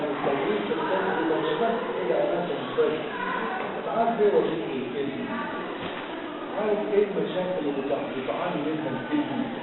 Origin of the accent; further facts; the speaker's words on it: Egypt; ليه احنا كمصريين احنا شعب طيب